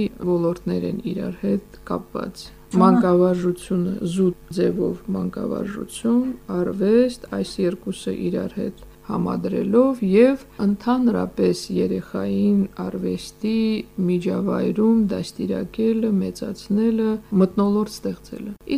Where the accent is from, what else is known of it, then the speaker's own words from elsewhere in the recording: Stepanakert, Nagorno-Karabakh, Azerbaijan; Ես Ստեփանակերտում մեծացած, Երևանում սովորած, գնացի գյուղում